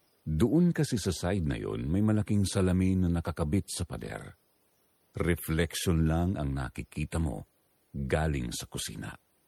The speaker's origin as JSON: {"language": "Tagalog", "region": "Mimaropa", "country": "Philippines", "tie": "born or raised there", "said": "36 anyos na ngayon, tubong Palawan."}